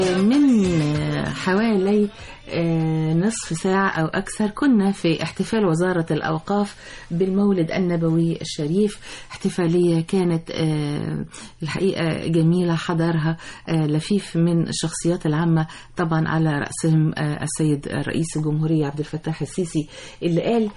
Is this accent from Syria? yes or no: no; Egypt; ولو ما كناش إحنا كمصريين معنيين